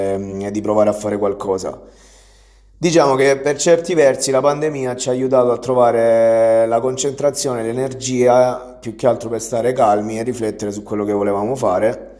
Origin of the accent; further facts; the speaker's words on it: Matino, Apulia, Italy; perché è un vecchio amico del mio paese di origine, Matino. Quindi tornato a Matino dopo, cioè durante la pandemia nel 2019